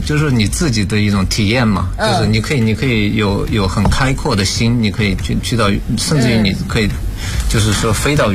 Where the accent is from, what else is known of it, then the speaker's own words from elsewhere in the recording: Sichuan, China; 我四川人嘛